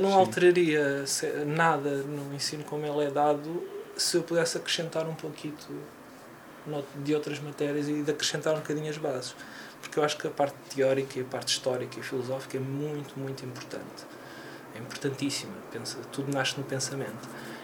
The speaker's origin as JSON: {"language": "Portuguese", "town": "Odivelas", "region": "Lisbon", "country": "Portugal", "tie": "born or raised there", "said": "Então eu cresci no subúrbio, cresci em Odivelas, e a minha banda desenhada era a banda desenhada dos quiosques."}